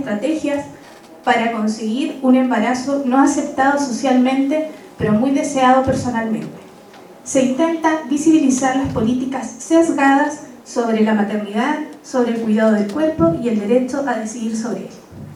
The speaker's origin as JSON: {"language": "Spanish", "country": "Chile", "said": "Siento desde mi punto de vista que como sociedad chilena estamos en deuda"}